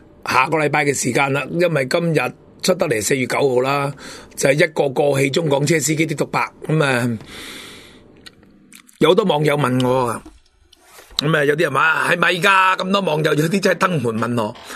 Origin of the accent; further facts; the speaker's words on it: Hong Kong; 咁唯有我哋香港人靠自己啦。